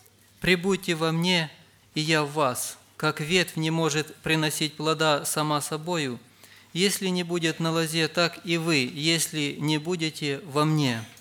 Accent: Rivne Oblast, Ukraine; я из Ровенской области

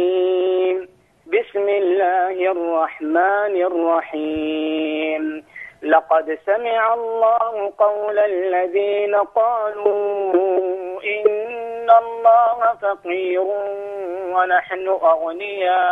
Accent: Jeddah, Makkah Province, Saudi Arabia; أنا من السعودية والله

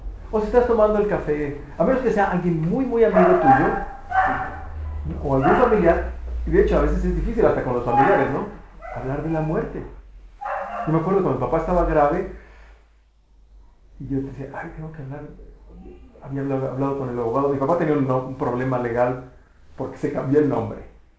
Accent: Mexico; y como mexicanos decimos, no, nosotros nos burlamos de la muerte

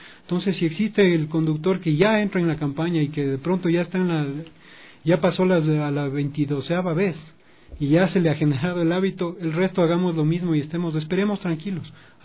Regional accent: Quito, Pichincha, Ecuador; Somos quiteños, somos cordiales.

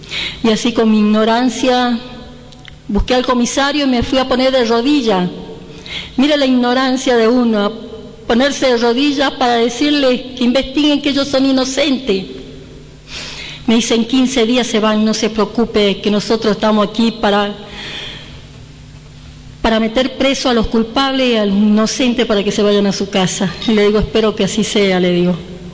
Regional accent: Ledesma, Jujuy, Argentina; porque yo soy de Jujuy, de Ledesma

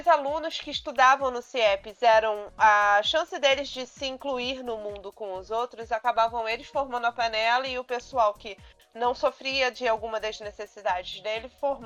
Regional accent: Nova Iguaçu, Rio de Janeiro, Brazil; Eu sou de Nova Iguaçu, para quem não conhece o estado do Rio, mas eu cresci no mesmo bairro que tinha um CIEP

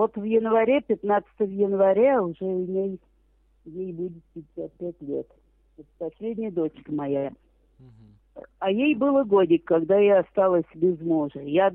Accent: Tula, Tula Oblast, Russia; now in Moscow, Russia; А я из Тулы, я в Туле родилась, и во время войны эвакуирована из Тулы, в какую-то деревню. Потом я там за военного вышла замуж, и вот попалась в Москву. А в Москве-то осталась одна, 3 детей

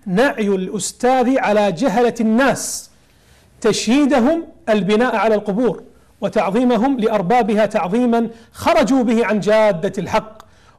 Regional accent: Kuwait; جزيرة فيليتش عندنا في الكويت

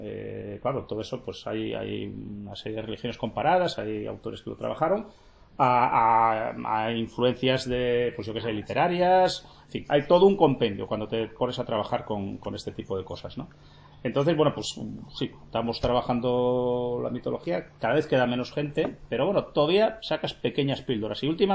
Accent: Gijón, Asturias, Spain; born there; nací en Sixón, pero la familia mía es toda de Salas, de Grau y Tineu. Y tuve la suerte de tener una pata en un lado y otra en otro.

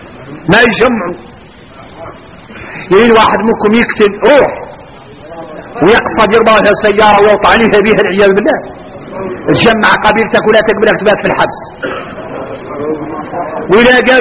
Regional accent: Mauritania; احنا اولاد موريتانيا احنا نعرف الواضح

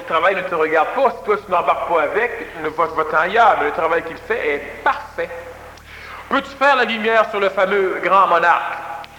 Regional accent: Quebec, Canada; je ne dis pas cela parce que je suis Québécois, je suis venu au monde au Québec

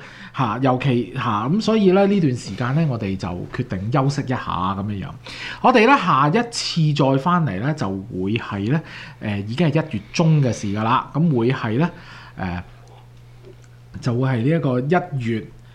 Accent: Canada; 咁我哋睇我哋國，即係我哋即係加拿大，我哋係加拿大人啦

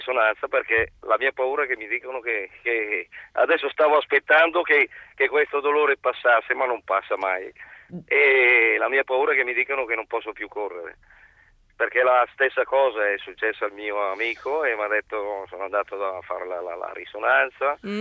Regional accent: Lodi, Lombardy, Italy; Io telefono, sono di Lodi, però telefono dall'autostrada

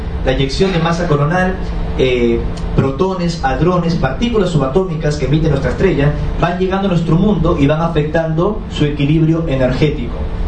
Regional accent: Lima, Peru; born there; Yo nací en Lima, en Perú, que es una sociedad muy conservadora. Estudié en los Hermanos Maristas. Es un colegio católico, apostólico, ortodoxo, cuadriculado, simétrico y romano.

